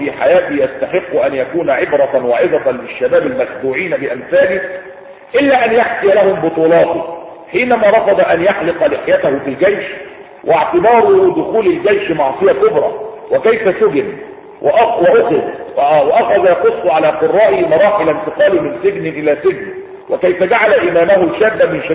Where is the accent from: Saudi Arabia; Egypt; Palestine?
Egypt; في تحميلات عندنا في مصر